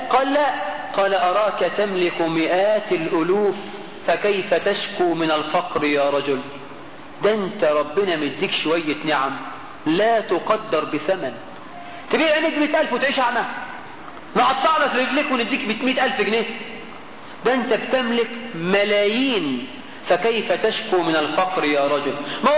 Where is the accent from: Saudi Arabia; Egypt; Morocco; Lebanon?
Egypt; عندنا في مصر